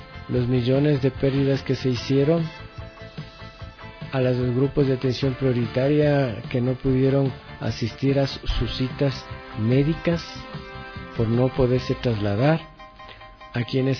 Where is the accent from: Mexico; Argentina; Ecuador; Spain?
Ecuador; como todo ecuatoriano que tengo mis derechos